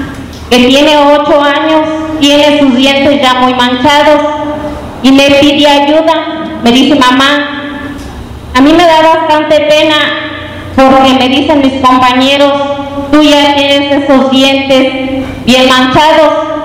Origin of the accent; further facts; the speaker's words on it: San Diego de la Unión, Guanajuato, Mexico; vengo del municipio de San Diego de la Unión